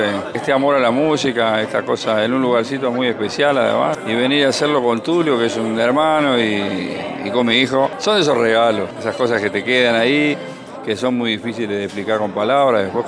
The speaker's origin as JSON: {"language": "Spanish", "town": "Monte Grande", "region": "Buenos Aires Province", "country": "Argentina", "tie": "born there", "said": "Así, somos porteños que yo nací en Monte Grande."}